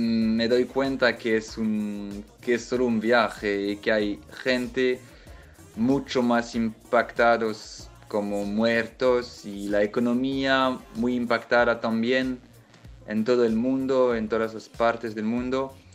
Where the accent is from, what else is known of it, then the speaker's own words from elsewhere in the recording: France; Spanish is a second language; de Francia. Es un placer de hablar hoy, sabiendo que mañana son cumpliendo 6 años de radio.